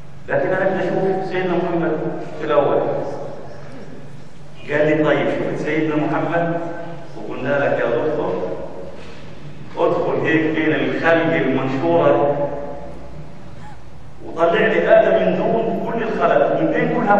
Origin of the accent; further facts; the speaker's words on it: Gaza, Gaza Strip, Palestine; قلت انا فلسطيني من غزه